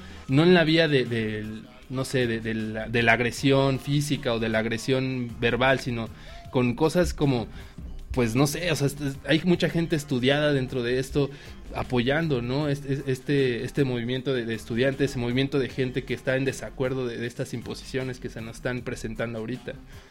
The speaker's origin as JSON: {"language": "Spanish", "country": "Mexico", "said": "Somos mucho más mexicanos, somos millones de mexicanos"}